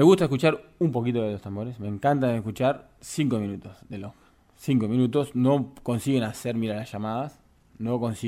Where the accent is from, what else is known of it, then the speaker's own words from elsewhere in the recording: Uruguay; moved away; porque soy un uruguayo que vive fuera de Uruguay. Tengo esa nostalgia y ese gusto mínimo por el tambor